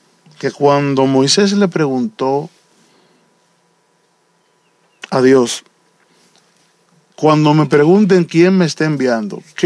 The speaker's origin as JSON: {"language": "Spanish", "country": "Dominican Republic", "tie": "born or raised there", "said": "Y mi mamá nació a los 5 años de que ese caballero fuera presidente allá en la República Dominicana."}